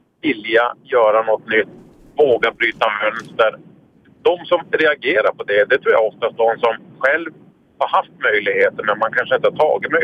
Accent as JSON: {"language": "Swedish", "town": "Luleå", "region": "Norrbotten County", "country": "Sweden", "moved": "yes", "said": "Och jag flyttade ju 97, så flyttade vi ner till Skåne från Luleå. Alltså det är 160 mil ner."}